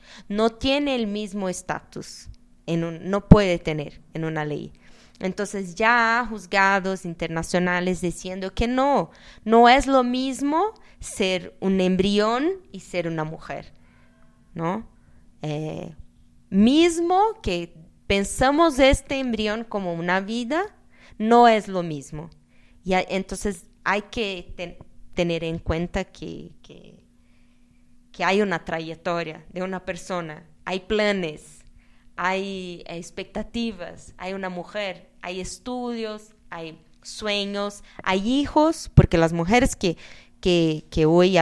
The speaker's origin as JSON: {"language": "Spanish", "country": "Brazil", "said": "Yo no soy tan optimista así porque vengo de Brasil"}